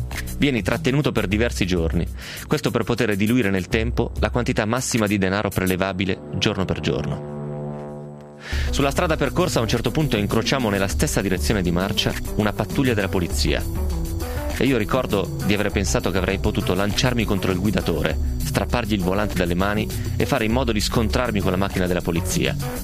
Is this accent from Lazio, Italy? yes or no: no; Novara, Piedmont, Italy; il paralombardo di noi novaresi.